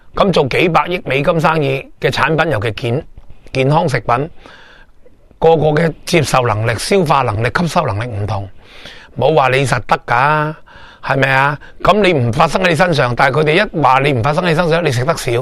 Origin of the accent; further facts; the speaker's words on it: Hong Kong; 比我哋香港人啊，或者比世界任何一个地方啊，更加渴求钱啊